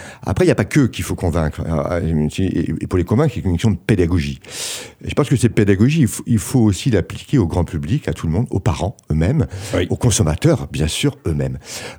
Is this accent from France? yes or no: yes; France; accent: French; Excusez mon accent, mais French.